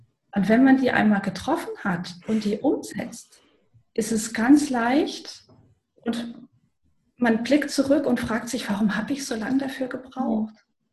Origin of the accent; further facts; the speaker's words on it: Germany; Ich bin in der DDR groß geworden.